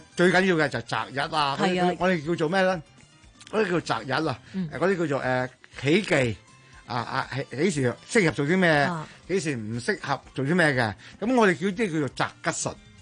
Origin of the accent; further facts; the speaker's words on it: Guangdong, China; 咁於是我哋廣府人咧就將佢喂唔好啊